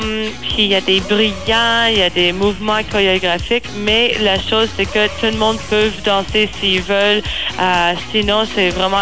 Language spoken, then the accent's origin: French; Montreal, Quebec, Canada; parce qu'on vient de Montréal